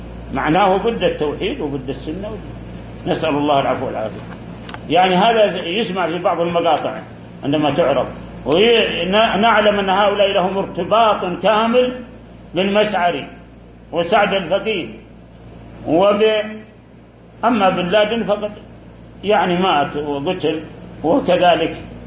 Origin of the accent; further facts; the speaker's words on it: Saudi Arabia; داخل بلادنا السعودية